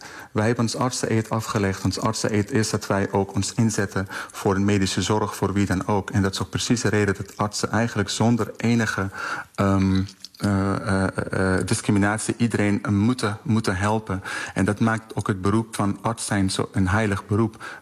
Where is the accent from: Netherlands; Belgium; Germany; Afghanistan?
Afghanistan; ik kom zelf uit Afghanistan